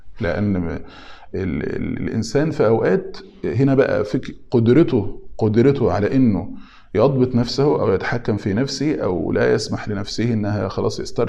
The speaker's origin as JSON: {"language": "Arabic", "country": "Egypt", "said": "الفراغ يعني احنا عندنا في مصر يقولوا القاضي لو الفاضي يعمل قاضي"}